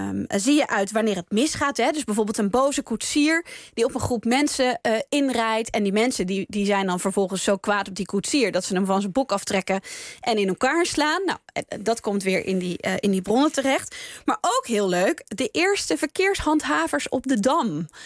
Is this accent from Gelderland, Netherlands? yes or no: no; Utrecht, Netherlands; Ik kom uit Utrecht en ik heb daar ook gestudeerd.